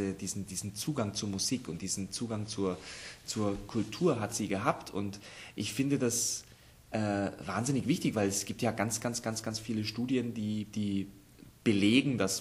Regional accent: Augsburg, Bavaria, Germany; now in Munich, Germany; Ich komme aus Augsburg, aber ich wohne seit 10 Jahren in München.

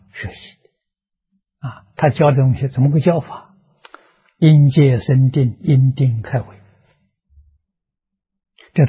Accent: China; 我们中国人所谓心浮气躁，心浮气躁生烦恼。

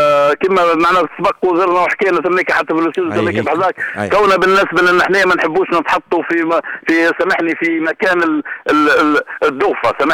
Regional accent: Kebili Governorate, Tunisia; بالنسبة لنا احنا كنفزاوة حتى المسؤولين الجهويين

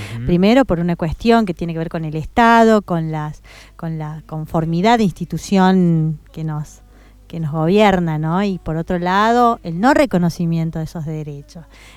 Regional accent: Jujuy, Argentina; Más allá de que yo soy jujeña y demás, siento que esta tierra también es parte mía

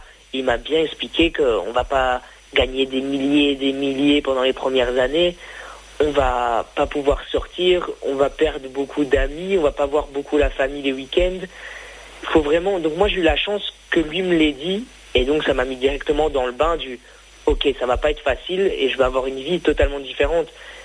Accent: Belgium; je connais pas trop parce que ben, je suis belge.

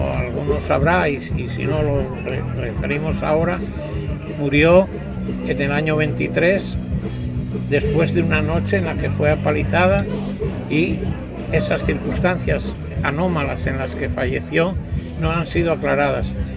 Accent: Valladolid, Castile and León, Spain; con Miguel Miwi venimos desde Valladolid, de la Asamblea Anticarcelaria

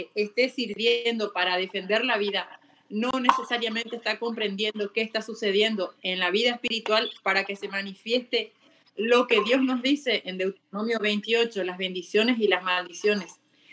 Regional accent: Argentina; now in Paraguay; Yo soy argentina, estudié allá

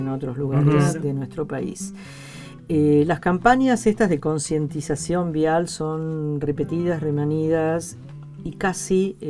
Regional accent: Buenos Aires, Argentina; los argentinos, o al menos los porteños, somos muchísimo más italianos que españoles.

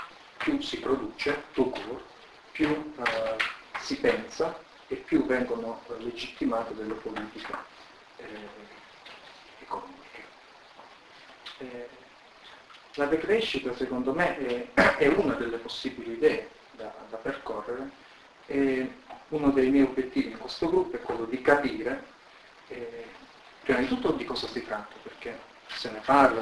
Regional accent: Calabria, Italy; now in Pisa, Italy; Sono originario della Calabria, della campagna della Calabria

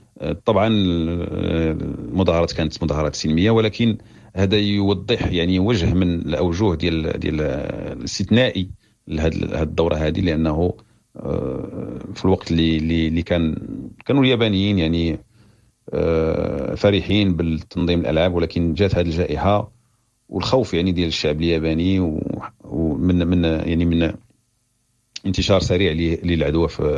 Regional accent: Morocco; وبالنسبه لينا حنا كوفد مغربي يعني موفد صحفي مغربي

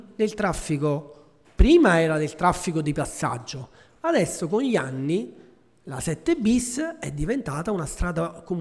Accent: Nola, Campania, Italy; Io vengo da Nola e ci sono mesi nei quali non si può respirare.

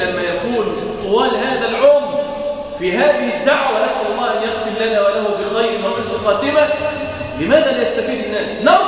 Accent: Egypt; وأن يحفظ بلادنا مصر، وأن يجعلها راحة للأمن والأمان

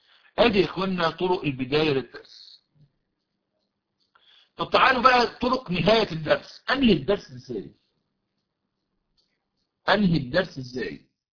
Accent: Egypt

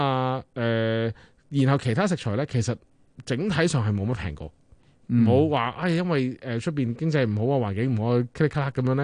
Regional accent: Canada; 大家就吓学咗我哋加拿大人咁样啦

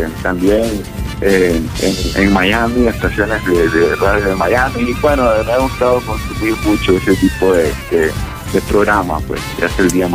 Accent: Nicaragua; now in United States; Yo soy nicaragüense, de Pino Ledo, de corazón.

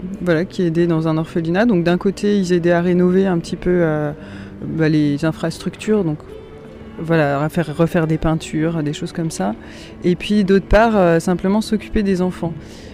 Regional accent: Auvergne-Rhône-Alpes, France; Moi je suis pas très loin du Grand Bivouac en fait, puisque j'habite à Annecy. Donc je suis originaire de Haute-Savoie. Et qui je suis ? Je suis une femme de 31 ans, bientôt. Et voilà, originaire de Haute-Savoie

